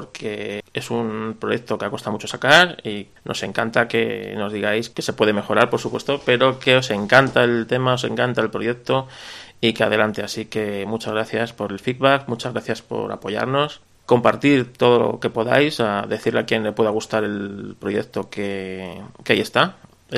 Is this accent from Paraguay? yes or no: no; Spain; Yo soy un autónomo español.